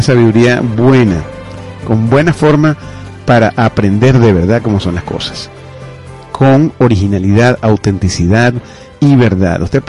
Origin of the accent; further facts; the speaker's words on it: Venezuela; Somos hermanos venezolanos. Nacimos en la misma tierra y provenimos del mismo Dios.